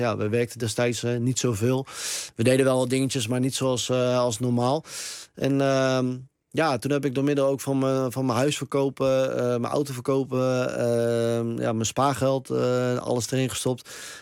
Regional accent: Harderwijk, Gelderland, Netherlands; Ik kom ook uit Harderwijk.

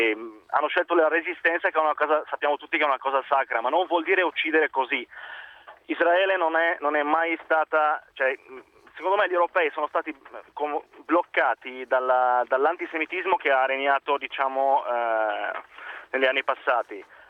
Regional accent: Beirut, Beirut Governorate, Lebanon; Italian is a second language; now in Milan, Italy; Sono del Libano, Beirut, e sono qui in Italia da 7 anni.

